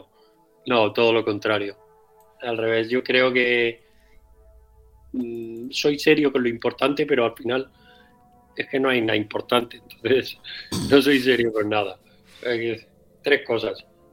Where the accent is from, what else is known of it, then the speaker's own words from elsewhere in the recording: Castilla-La Mancha, Spain; además de que somos manchegos todos